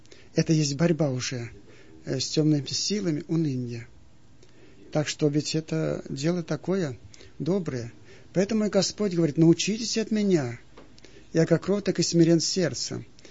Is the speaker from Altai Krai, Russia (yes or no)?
yes; Aleysk, Altai Krai, Russia; в детстве я в Алтайском крае жил, в городе Алейске